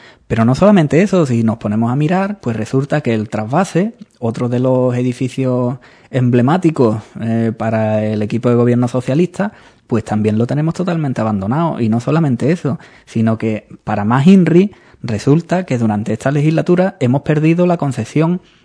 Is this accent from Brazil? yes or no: no; Andalusia, Spain; Bueno, somos andaluces y exageramos un poco